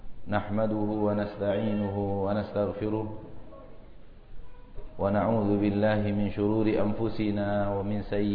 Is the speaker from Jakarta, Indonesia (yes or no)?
no; Pekanbaru, Riau, Indonesia; also born or lived in Bukittinggi; Oleh karena itu saya sudah besar di Pekanbaru dan meninggalkan Bukit Tinggi dari umur 4 tahun.